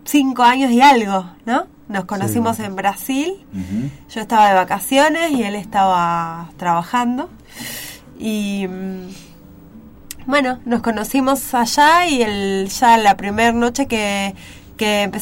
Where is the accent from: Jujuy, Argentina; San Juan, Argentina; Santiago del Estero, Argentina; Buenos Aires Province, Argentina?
Buenos Aires Province, Argentina; Mar del Plata; born there; Yo sí, yo nací acá.